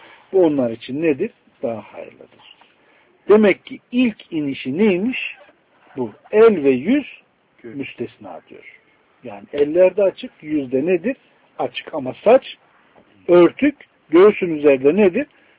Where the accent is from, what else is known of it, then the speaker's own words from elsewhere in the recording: Konya, Turkey; Mesela ben Konyalıyım. Konya tarafına gidin.